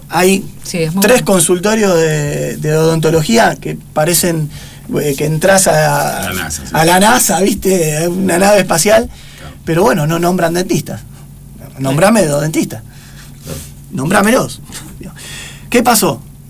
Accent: La Paternal, Buenos Aires, Argentina; born there; nací en Paternal

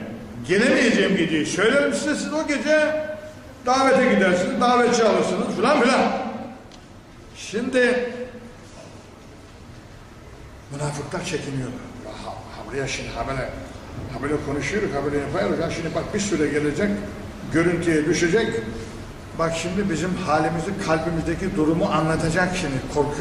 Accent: Black Sea Region, Turkey; Hani şimdi bizim Karadeniz'de bir horon biliriz. Bu horonun da birkaç türlüsü var yani. Sılsalası var efendim, atlaması var, şundan ben nasıl var. Birkaç tane var. Ben çok oynamışım. Ben çocukken düğünlerde horoncuydum.

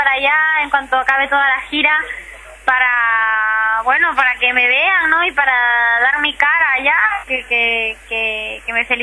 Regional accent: Catalonia, Spain; aquí hay mucha gente en mi situación, ¿no? Llevamos aquí toda la vida, ¿no? Y todos mis recuerdos, toda mi infancia, toda mi adolescencia está aquí, mis amigos, mi vida, mi colegio.

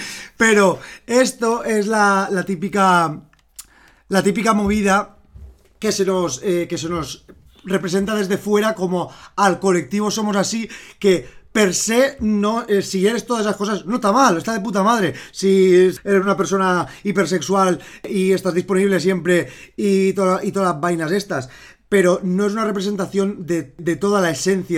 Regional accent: Valencian Community, Spain; Aquí como somos valencianas no pasa nada, porque hacemos una distinción bien clara de la B y la V.

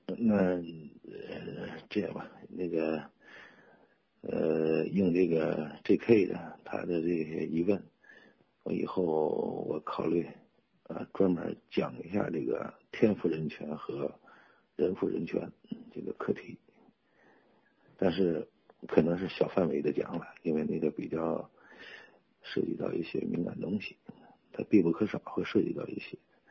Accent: China; 而我们中国人认为皇帝是老大啊，天地君亲师，我必须得遵从。

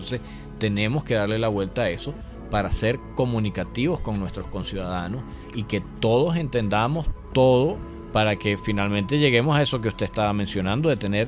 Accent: Venezuela; nuestra conversación como venezolanos siempre se ha circunscrito como a las mismas 3 temas

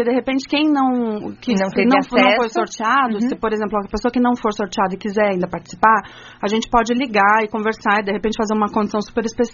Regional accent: São Paulo, Brazil; Eu e a Jéssica somos de São Paulo

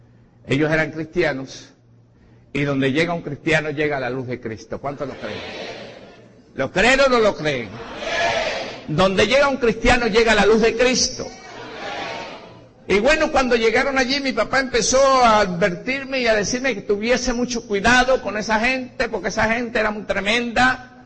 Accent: Boconó, Trujillo, Venezuela; now in Caracas, Venezuela; yo soy de Boconó, Estado Trujillo, llegué a Caracas en el año 76, no, perdón, en el año 76 fue que tuve el accidente. Llegué a Caracas en el año 70, pero aproximadamente, en el año 70. Y bueno, venía de una religión bastante diferente

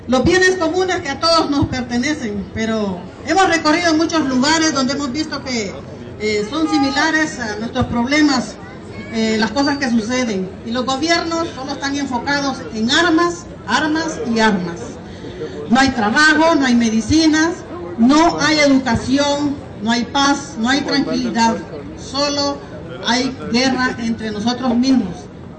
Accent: Honduras; Yo vengo de Honduras … pertenezco a una organización fraternal negra. Somos de una comunidad garífuna

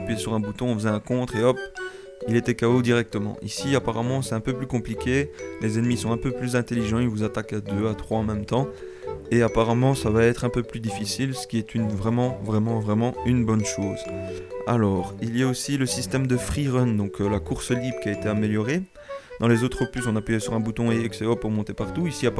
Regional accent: Belgium; je ne suis pas français, mais je suis belge, mais ça se passe dans un pays limitrophe

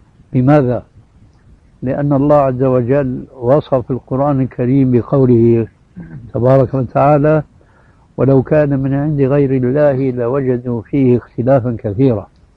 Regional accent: Syria; كما يقول العام عندنا في سوريا

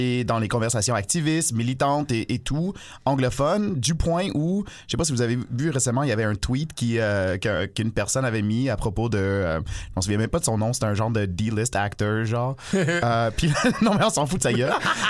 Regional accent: Toronto, Ontario, Canada; moi j'ai grandi à Toronto. Fait que c'était anglo, puis c'était anglo de la mode torontoise

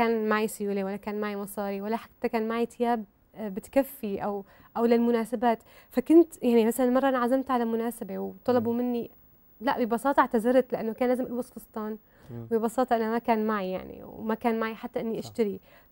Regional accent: Syria; يعني نحن كسوريين، كان موجود عندنا في سوريا موضوع صغر النفس؟

